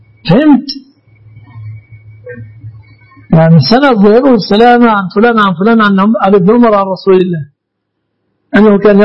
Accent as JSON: {"language": "Arabic", "country": "Egypt", "said": "يعني يسميه الناس في بلادنا مصر"}